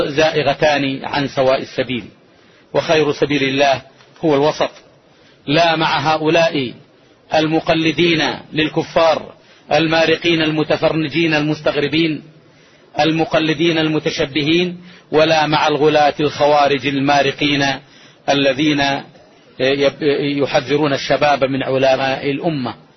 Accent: Saudi Arabia; هو المنهج الرباني الذي قامت عليه هذه بلادنا المملكة العربية السعودية منذ تأسيسها منذ 3 قرون

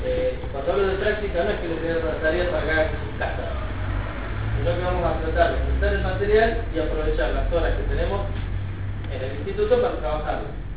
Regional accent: Luján, Buenos Aires Province, Argentina; Yo soy de Luján, escrito de Luján.

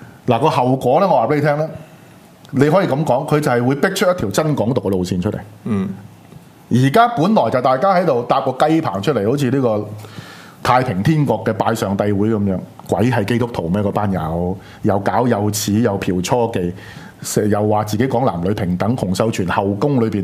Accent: Hong Kong; 所以這個問題他怕過我們香港人不留意

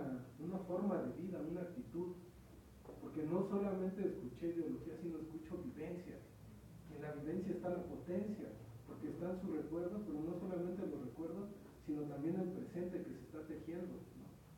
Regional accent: Mexico; Soy mexicano porque lo dice un papel, pero no me siento mexicano

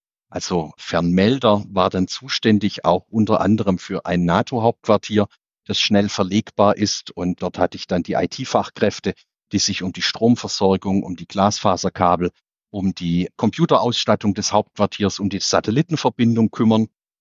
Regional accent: Calw, Baden-Württemberg, Germany; bin dann eben in meiner Heimatstadt in Calw im Schwarzwald angetreten als Oberbürgermeister

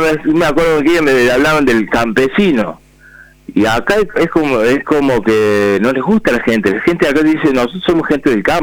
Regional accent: San Francisco del Chañar, Córdoba, Argentina; Chañarenses somos de acá de San Francisco de Chañar, somos los chañarenses. Sí, tenemos el pueblito de 3.000 y pico de habitantes. Y sigue en descenso.

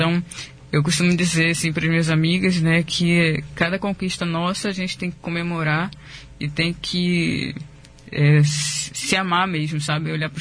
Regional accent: Rio de Janeiro, Brazil; born there; now in Foz do Iguaçu, Brazil; eu sou nascido no Rio de Janeiro, né? Pelo sotaque já dá para perceber um pouquinho. E moro em Foz do Iguaçu, tenho mais de 3 anos já.

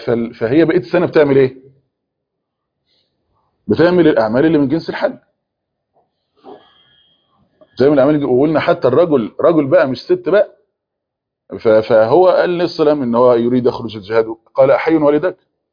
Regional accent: Egypt; احنا كان عندنا في مصر كام واحدة كده حيزبونة

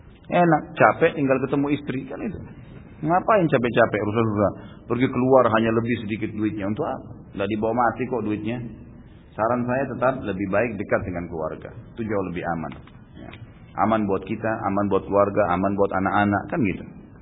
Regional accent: Makassar, South Sulawesi, Indonesia; born there; kalau saya waktu itu lahir di kota Makassar tentunya

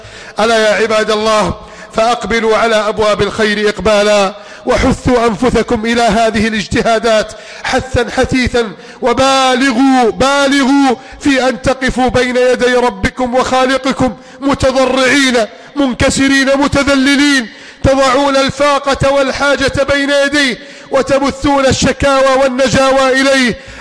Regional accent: Egypt; اللهم من أراد بلادنا مصر بسوء فأشغله بنفسه

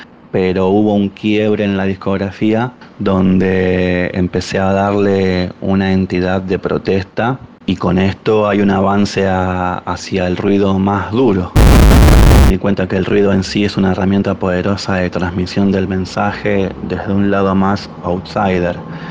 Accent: Mar del Plata, Buenos Aires Province, Argentina; now in Córdoba, Argentina; Vengo de Mar del Plata. Y los primeros días que estuve en Córdoba

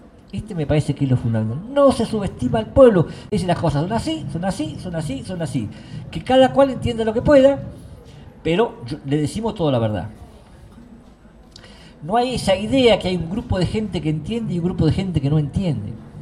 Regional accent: Argentina; cuando vienen que somos argentinos, ya te sale el tema

